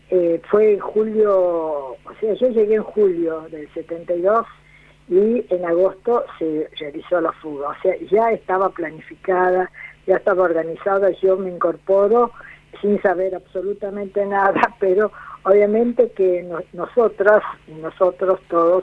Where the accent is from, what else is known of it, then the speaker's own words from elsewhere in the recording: Tucumán, Argentina; yo que vengo del norte, que vengo de Tucumán